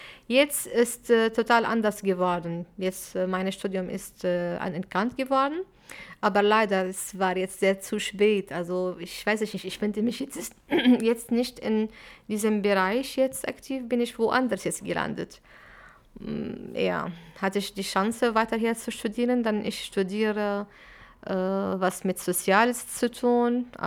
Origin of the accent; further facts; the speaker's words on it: Syria; German is a second language; moved away as an adult; now in Mülheim an der Ruhr, Germany; Ich komme aus Syrien. Seit 18 Jahren bin ich hier hingekommen. Mit meinem Mann habe ich hier in Deutschland geheiratet, habe 3 Kinder, habe ich in Syrien Jura studiert